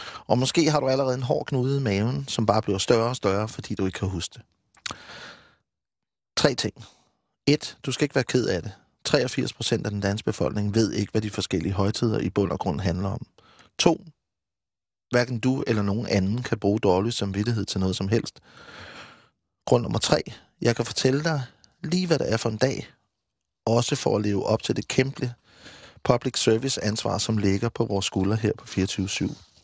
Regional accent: Odense, Region of Southern Denmark, Denmark; born there; Jeg var født i Odense, så der skete ikke skide meget.

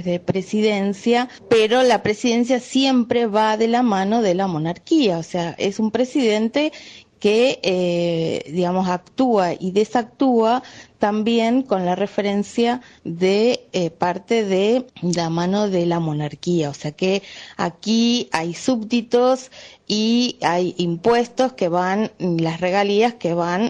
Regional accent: Argentina; argentina y nieta de republicanos

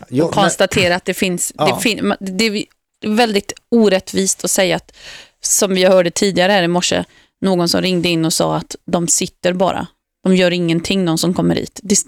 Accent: Uddevalla, Västra Götaland County, Sweden; då flyttade vi till ett miljonprojektområde i min hemstad Uddevalla.

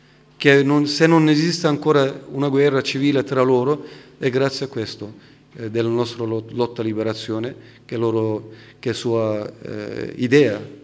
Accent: Turkey; Italian is a second language; anche io sono turco, non sono curdo.

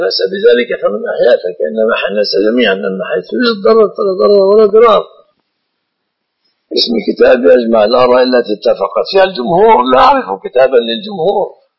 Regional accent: Egypt; أكثر المسلمين عندنا في مصر جهلة

